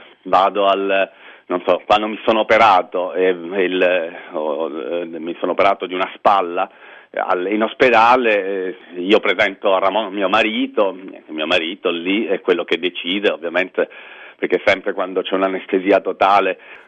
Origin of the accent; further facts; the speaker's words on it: Calabria, Italy; now in Barcelona, Spain; Sono calabrese, vivo a Barcellona dal 98, sì, 15 anni